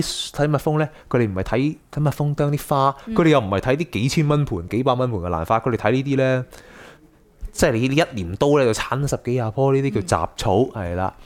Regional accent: Hong Kong; 佢哋好對我香港人同埋內地同事好多好多 difference 咧

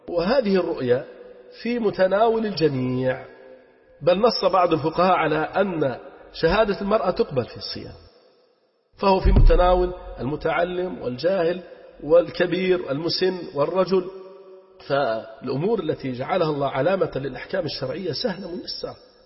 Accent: Libya; فننصح أهلنا في بلدنا ليبيا حرسها الله من كل سوء ومكروه

